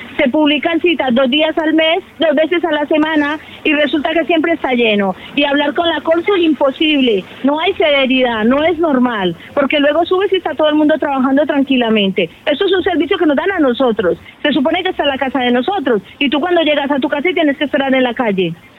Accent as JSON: {"language": "Spanish", "town": "Benicarló", "region": "Valencian Community", "country": "Spain", "said": "Yo vengo de un pueblo de la Comunidad Valenciana que se llama Benicarló."}